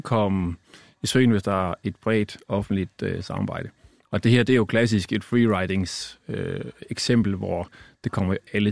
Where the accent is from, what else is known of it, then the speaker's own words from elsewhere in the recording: North Denmark Region, Denmark; Nu er jeg håndboldspiller fra Nordjylland